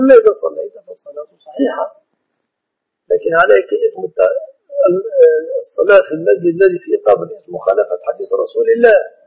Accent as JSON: {"language": "Arabic", "country": "Egypt", "said": "في الغالب أن الذين يعلقون الطلاق في بلادنا مصر يقصدون به التهديد"}